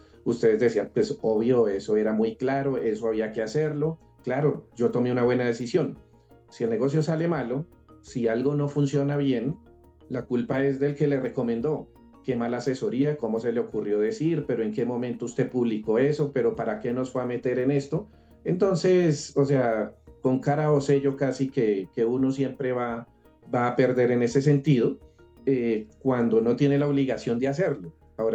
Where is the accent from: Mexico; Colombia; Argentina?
Colombia; como los colombianos dejamos el recibo para pagar a última hora